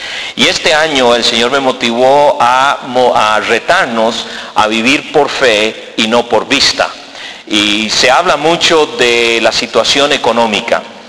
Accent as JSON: {"language": "Spanish", "country": "Costa Rica", "tie": "born or raised there", "moved": "yes", "lives_now": "United States", "said": "pues soy tico, nací aquí en Tiquicia y más tico que el gallo pinto, como decimos, ¿verdad?"}